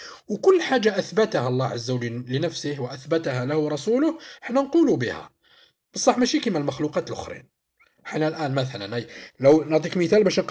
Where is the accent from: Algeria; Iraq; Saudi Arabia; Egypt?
Algeria; حنايا هنايا في طريقة الدفن عندنا في الجزائر نديروا طريقة الشق.